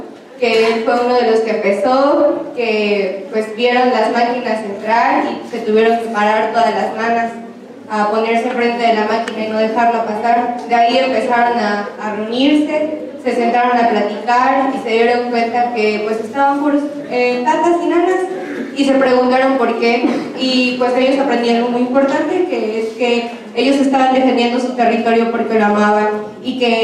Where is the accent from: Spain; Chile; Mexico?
Mexico; Puebla; yo soy de Puebla, soy de la Sierra Nororiental, soy totonaca